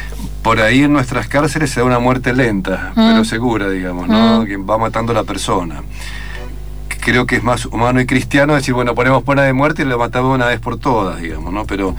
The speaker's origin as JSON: {"language": "Spanish", "region": "Mendoza", "country": "Argentina", "said": "Le decía a los mendocinos, que los mendocinos, soy mendocino"}